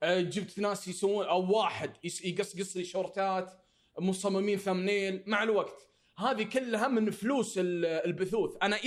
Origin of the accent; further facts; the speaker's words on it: Saudi Arabia; عندنا في السعوديه ما عندك اللي هو البي او بوكس زي امريكا